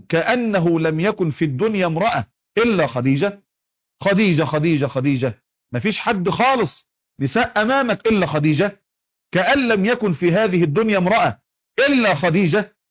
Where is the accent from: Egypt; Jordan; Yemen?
Egypt; حتى عندنا في مصر نقول العش والملح ما يهونش إلا على ابن الحرام